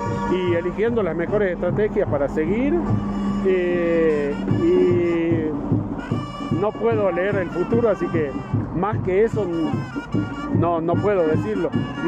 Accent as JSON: {"language": "Spanish", "region": "Salta", "country": "Argentina", "said": "yo soy salteño"}